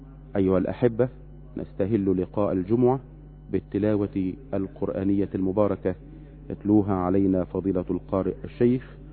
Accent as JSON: {"language": "Arabic", "country": "Egypt", "said": "أن تمنحنا وتمنح بلدنا مصر الأمن والأمان والسلم والسلام"}